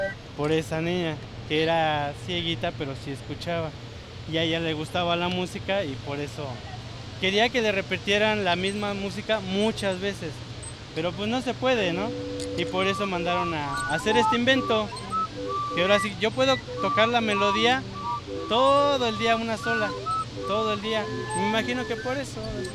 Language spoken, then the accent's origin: Spanish; Ecatepec, State of Mexico, Mexico; born there; Yo soy de aquí de Catepec, ahora sí, okay. Nacido aquí.